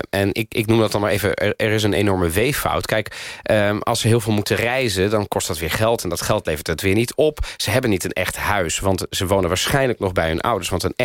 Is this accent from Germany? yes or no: no; Italy; now in Netherlands; ja, dat doe ik natuurlijk een beetje als Italiaan. Maar vooral ook als Italiaan in Nederland.